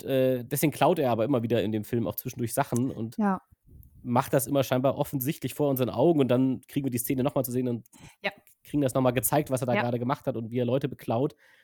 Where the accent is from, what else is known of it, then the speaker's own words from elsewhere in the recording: Germany; first language German; Und wenn du als Native Speaker, als Deutscher natürlich das im Original guckst, ist es natürlich schon ganz witzig